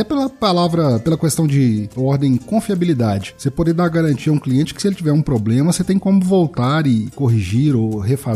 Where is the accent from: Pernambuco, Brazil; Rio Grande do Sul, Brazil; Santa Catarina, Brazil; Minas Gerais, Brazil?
Minas Gerais, Brazil; Primeiro, eu como mineiro, eu falo muito né.